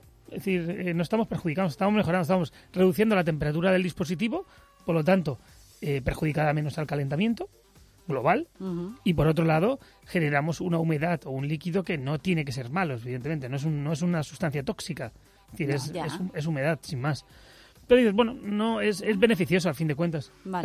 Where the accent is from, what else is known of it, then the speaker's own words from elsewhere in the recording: Bilbao, Basque Country, Spain; Yo más, que soy de Bilbao.